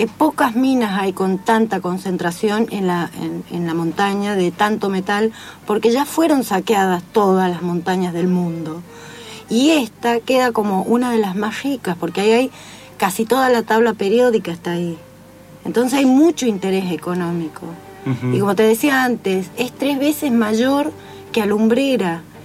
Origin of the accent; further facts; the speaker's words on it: Andalgalá, Catamarca, Argentina; O sea, vivo acá hace poquito, pero soy de Andalgalá.